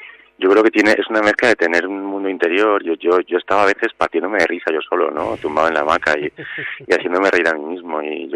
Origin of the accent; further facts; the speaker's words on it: Zamora, Castile and León, Spain; also born or lived in Barcelona; vendí todas mis cosas de que trabajaba en Barcelona, aunque soy de Zamora y tal